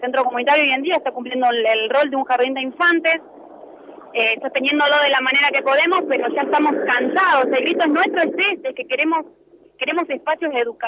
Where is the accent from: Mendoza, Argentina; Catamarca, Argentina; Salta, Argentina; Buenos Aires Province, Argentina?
Buenos Aires Province, Argentina; Moreno; somos de Moreno. O sea, Cuartel Quinto siempre fue olvidado, pertenecemos a Moreno, no a otra localidad.